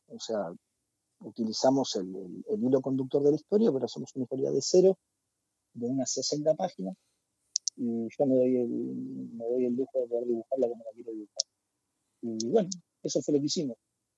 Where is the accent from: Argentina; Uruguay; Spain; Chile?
Argentina; Mar del Plata, Buenos Aires Province; born there; Yo nací acá en Mar del Plata en el año 88